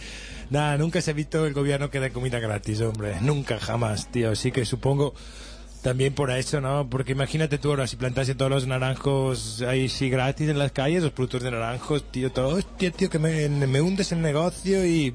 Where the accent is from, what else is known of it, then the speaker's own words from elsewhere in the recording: northern Italy, Italy; yo soy del norte de Italia y no hay naranjos porque es bastante más frío y más húmedo